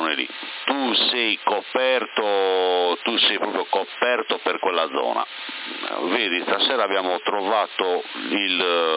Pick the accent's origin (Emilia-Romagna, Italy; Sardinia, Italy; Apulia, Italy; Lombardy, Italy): Sardinia, Italy; Porto Torres; mi sentivi un po' di tempo fa da Porto Torres, perché io sono di Porto Torres, però da circa 8 anni, anzi bugia, 10 anni vivo qua in, diciamo tra Porto Torres e Sorso